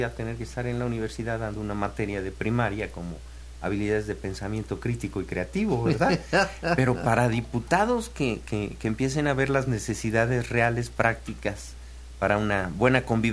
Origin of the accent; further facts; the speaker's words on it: Tlalnelhuayocan, Veracruz, Mexico; Yo como vengo de lejos, vengo desde Tlanehuayoca, ¿no? Aquí como a media hora.